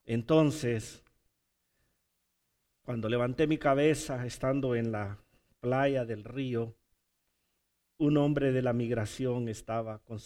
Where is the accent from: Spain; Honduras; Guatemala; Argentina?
Honduras; now in United States; como nosotros venimos de Honduras, y pasamos la frontera